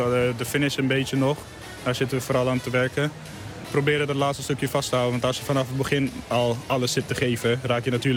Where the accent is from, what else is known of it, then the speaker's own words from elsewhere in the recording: Suriname; Vooral ik ben opgegroeid in Suriname, dat heb je niet heel vaak gezien.